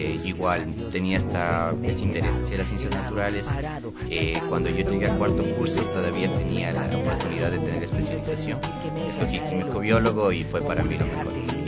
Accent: Quito, Pichincha, Ecuador; yo nací en Quito el 29 de noviembre. Siempre he vivido en Quito.

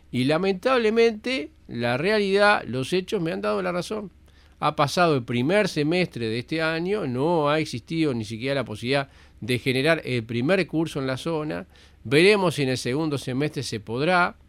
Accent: Colonia, Uruguay; also born or lived in Dolores; Pertenezco a esa zona. Es más, pertenezco a los dos departamentos. Soy de Colonia y soy de Soriano. Porque soy de Ombú de la Valle, pero como soy siete vecinos, tuve que nacer en Dolores, en Soriano, porque necesitaba incubadora

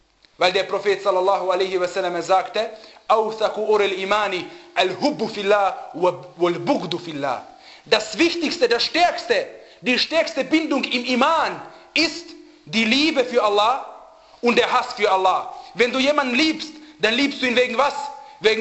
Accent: Austria; dass ich als Österreicher geboren werde. Aber dass ich Muslim bin, habe ich mir selber ausgesucht

